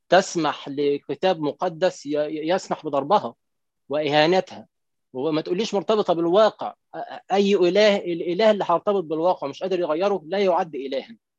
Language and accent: Arabic; Egypt; ده مثلا عندنا في مصر